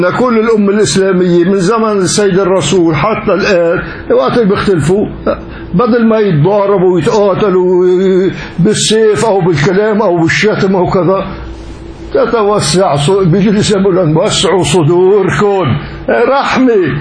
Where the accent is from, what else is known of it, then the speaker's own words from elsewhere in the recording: Syria; وعندنا بسوريا